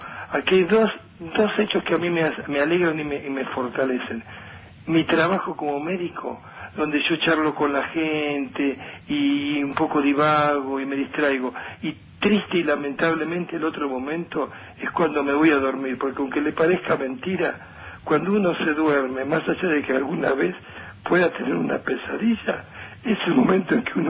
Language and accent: Spanish; Lomas de Zamora, Buenos Aires Province, Argentina; yo soy de Lomas de Zamora.